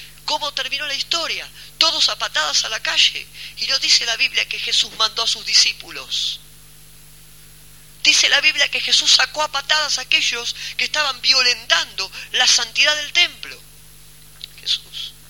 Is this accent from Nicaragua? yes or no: no; Mar del Plata, Buenos Aires Province, Argentina; cuando nosotros los que somos de Mar del Plata vamos a la playa